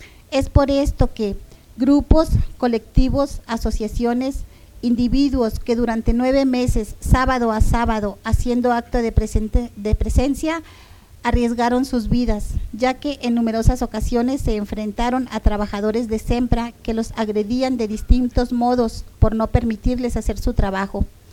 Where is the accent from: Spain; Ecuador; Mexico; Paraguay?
Mexico; Ensenada, Baja California; venimos de Ensenada, Baja California.